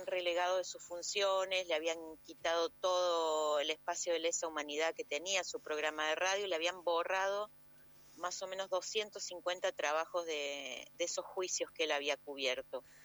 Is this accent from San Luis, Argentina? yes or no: yes; San Luis, Argentina; born there; yo nací en San Luis además